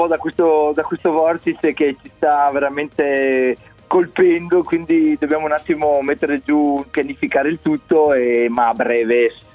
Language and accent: Italian; Bassano del Grappa, Veneto, Italy; Apriremo un piccolo hotel qui a Bassano del Grappa, proprio nel mio paese